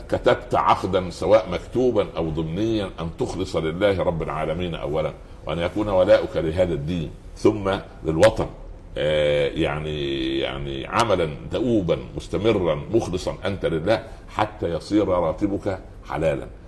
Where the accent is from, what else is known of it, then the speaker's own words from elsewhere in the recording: Upper Egypt, Egypt; قريتي هي صغيرة الحج، ولكنها كبيرة جدا، تسع العالم كله